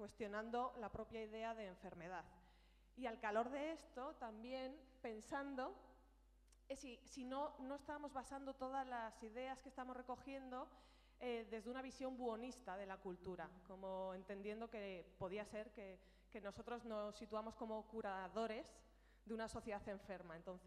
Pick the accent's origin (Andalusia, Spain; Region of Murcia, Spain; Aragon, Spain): Aragon, Spain; me están todo el día diciendo que se me nota que soy de Aragón